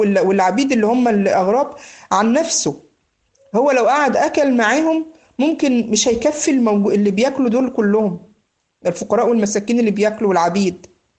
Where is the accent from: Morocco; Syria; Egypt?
Egypt; بيقول له زي ما بنقول عندنا في مصر هنا ايه